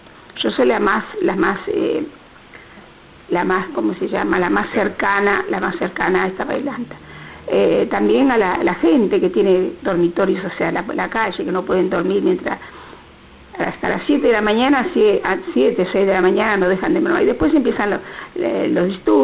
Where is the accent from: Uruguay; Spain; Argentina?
Argentina; Buenos Aires; yo soy de Capital, pero acá nació mi marido, acá nació mis hijos, acá nacieron mis nietos